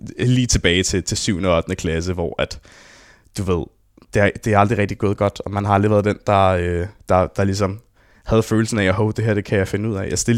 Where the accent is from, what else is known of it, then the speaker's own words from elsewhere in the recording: Copenhagen, Capital Region of Denmark, Denmark; Jeg voksede op på Østerbro af alle steder. Du ved, Spæltmødrecentralen i København.